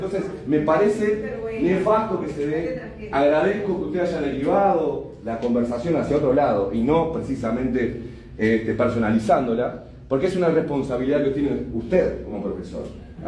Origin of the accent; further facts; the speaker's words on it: Uruguay; Somos todos uruguayos